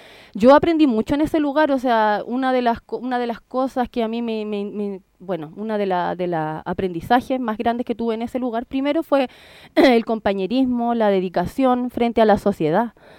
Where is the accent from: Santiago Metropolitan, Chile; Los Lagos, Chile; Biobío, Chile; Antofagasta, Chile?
Santiago Metropolitan, Chile; Peñalolén; born there; Yo nací en Peñalolén